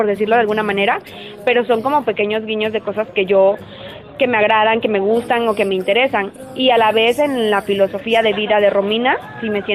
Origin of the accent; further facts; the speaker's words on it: Tabasco, Mexico; born there; now in Monterrey, Mexico; Nací en Tabasco, pero radicó en Monterrey.